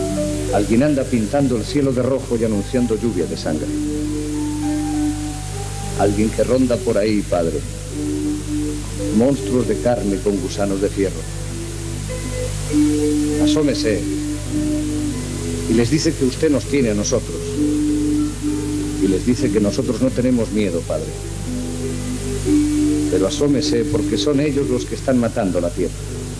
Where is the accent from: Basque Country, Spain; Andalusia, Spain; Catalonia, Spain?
Catalonia, Spain